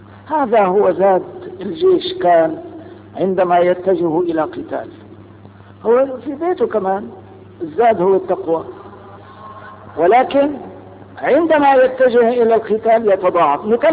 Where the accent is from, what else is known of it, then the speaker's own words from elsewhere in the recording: Palestine; هل ننتصر لحقنا هذا كفلسطينيين؟